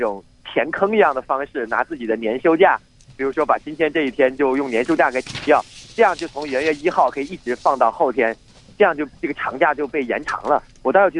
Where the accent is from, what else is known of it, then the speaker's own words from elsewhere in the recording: Wuhan, Hubei, China; 我来自武汉。